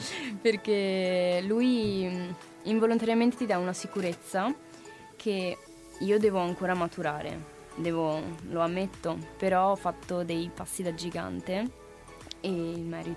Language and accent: Italian; Casale sul Sile, Veneto, Italy; ho 17 anni e vengo da Casale sul Sile in provincia di Treviso.